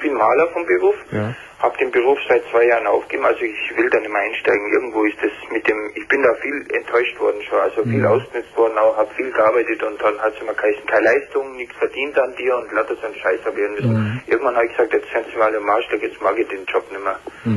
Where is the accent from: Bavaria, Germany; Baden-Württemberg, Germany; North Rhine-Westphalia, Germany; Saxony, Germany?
Bavaria, Germany; Kempten; Ich bin aus dem Allgäu.